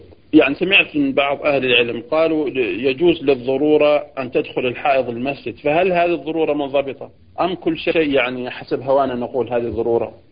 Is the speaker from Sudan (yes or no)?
no; Jordan; وعندنا في الأردن المساجد بيكون أسفلها من تحت بيكون في دورات مياه